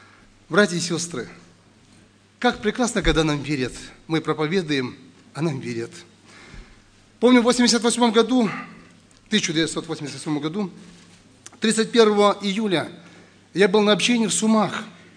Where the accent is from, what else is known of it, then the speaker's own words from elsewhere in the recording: Lebedyn, Sumy Oblast, Ukraine; Приехал я с Украины, в Сумской области, есть такой город Лебедин.